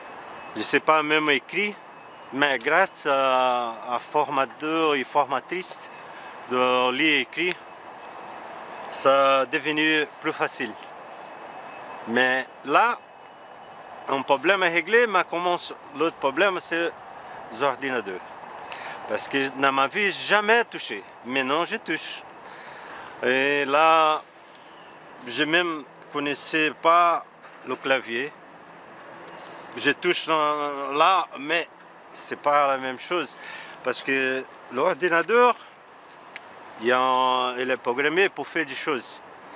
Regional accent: Brazil; French is a second language; je suis brésilien.

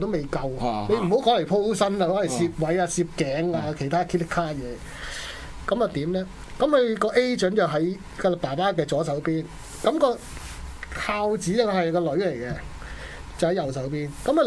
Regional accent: Chaozhou, Guangdong, China; 通常咧，我哋潮州人打齋咧。

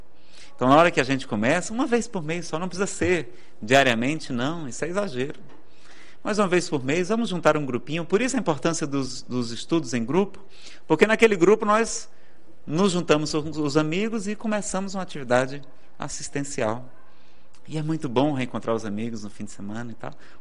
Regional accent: Ceará, Brazil; Nada contra o forró, eu que sou cearense, danço muito bem, por sinal.

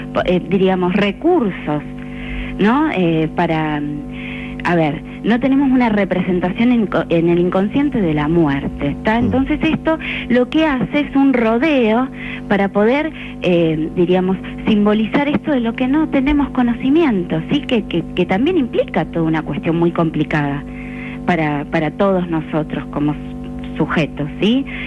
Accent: Argentina; Nosotros, digo, como argentinos, uno podría pensar, ¿no?

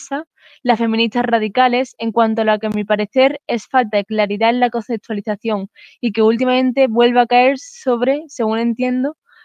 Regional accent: Costa Rica; soy de Costa Rica y últimamente he visto muchos debates de España

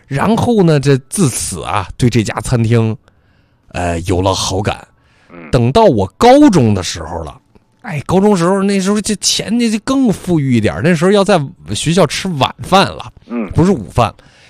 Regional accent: North China, China; 他们跟我一样都是土生土长北方人

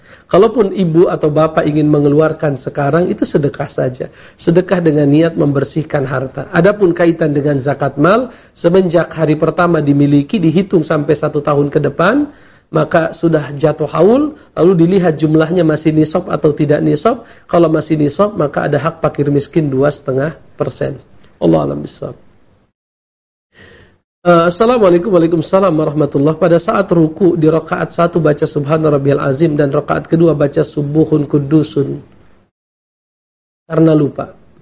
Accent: Jakarta, Indonesia; kami orang Jakarta sepakat mengatakan bahwa ke Bandung itu safar misalnya

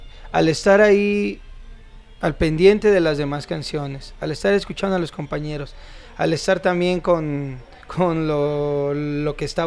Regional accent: Mexico City, Mexico; soy acá de la Ciudad de México.

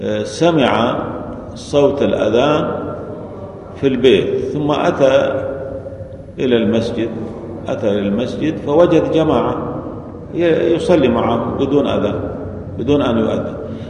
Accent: Syria; مثل عندنا في سوريا ما في أذانين

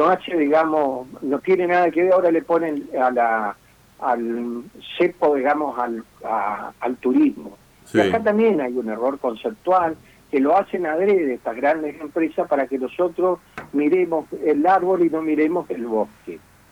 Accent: Argentina; ¿Cuántos somos los argentinos? 47 millones.

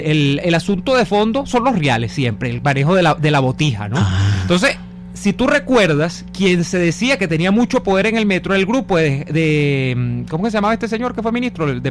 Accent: Venezuela; Además, todos somos venezolanos.

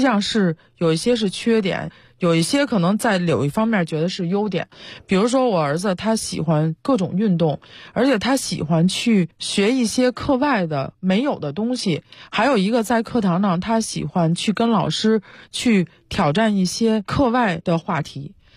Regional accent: China; 我们都是从国内长大受国内教育一直以来哈，

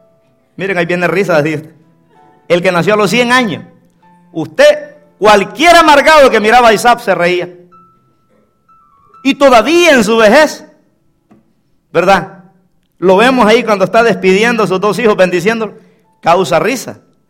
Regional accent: Guatemala; nací un 14 de enero. El siguiente día era el día de Esquipula, un santo negro que tienen allá en mi país, que es de Guatemala.

